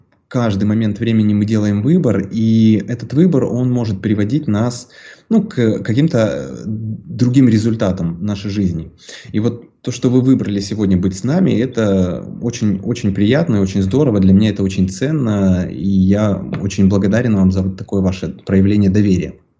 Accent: Ukraine; соответственно, родом я из Украины, мне 33.

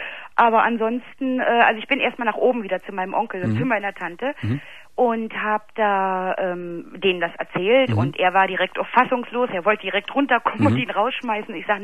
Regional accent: Berlin, Germany; ich komme aus Berlin, habe in Berlin gelebt und wohnte Hochparterre, wohnte ich und über mir wohnte mein Onkel und meine Tante.

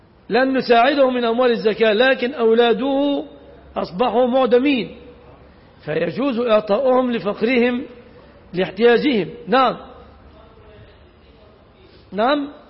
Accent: Egypt; ليس في عرفنا كمصريين، لأن أغلب المصريين لا يمتلكون سيارة

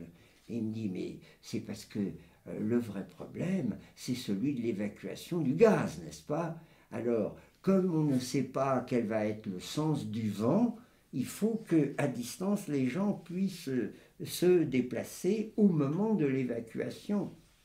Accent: France; je suis français

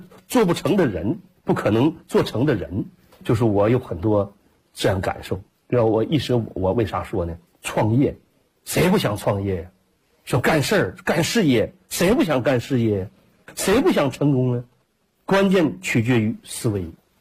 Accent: Jilin, China; 我说我是吉林的

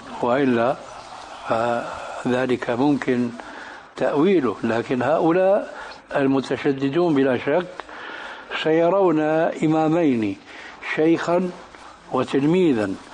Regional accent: Syria; وعندنا في الشام بيقولوا كلمة

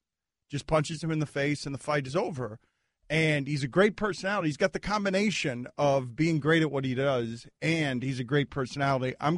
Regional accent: Ireland; I'm an Irishman.

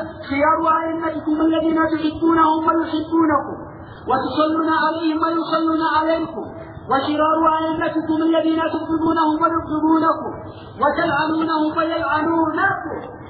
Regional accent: Yemen; انظروا دعوة الشيعة عندنا باليمن

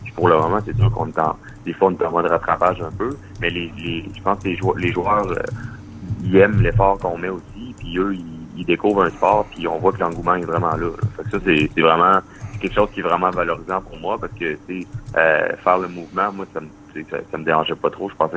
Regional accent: Quebec City, Quebec, Canada; Là, je suis natif de Québec.

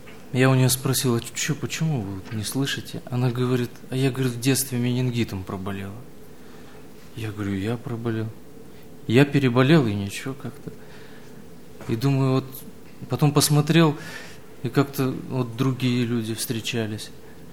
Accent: Dushanbe, Tajikistan; also born or lived in Samarkand, Uzbekistan / Naberezhnye Chelny, Russia; now in Russia; Родился я в Самарканде, это Узбекистан. Через несколько месяцев меня перевезли в Таджикистан, это город Душанбе. Прожил я там несколько лет, меня опять увезли уже в набережные Челны.

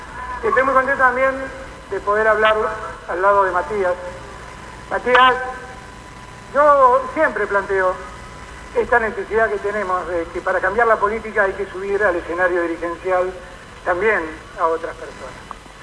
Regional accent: Buenos Aires, Argentina; La amo tanto, soy tan porteño. Me encanta ser porteño, me encanta estar en la ciudad. Me encanta ser tan porteño como federal. Me encanta ser un porteño que ama el interior del país

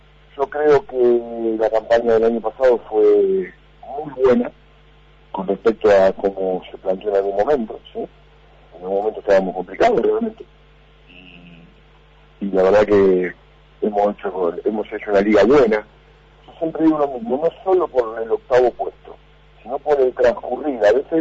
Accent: Argentina; vos sabés cómo somos, y sobre todo como somos los argentinos, ¿no?

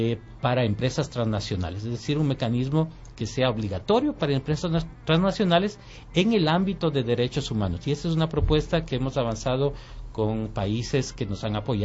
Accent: Ecuador; Pero no podemos nosotros como ecuatorianos actuar como árbitros

